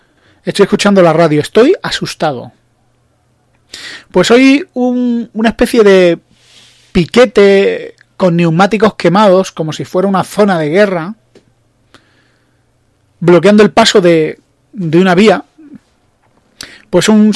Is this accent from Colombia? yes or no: no; Spain; yo, como español